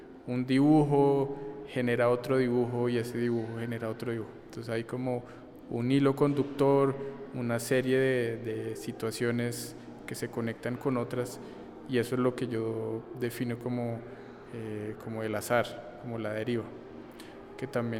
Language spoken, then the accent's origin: Spanish; Bogotá, Colombia; soy artista de Bogotá.